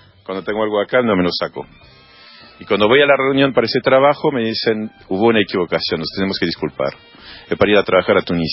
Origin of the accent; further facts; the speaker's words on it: France; moved away; Es hermoso Francia, amo mi tierra, pero vivo mucho mejor acá.